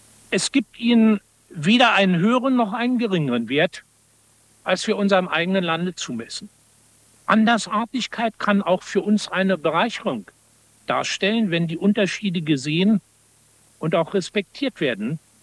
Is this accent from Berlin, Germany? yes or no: yes; Berlin, Germany; meine Heimatstadt Berlin auch in seinem östlichen Teil gehört, in dem ich geboren und über Jahre aufgewachsen ist, bin. Ebenso die mir aus der Kindheit wohlvertrauten Dörfer der Mark Brandenburg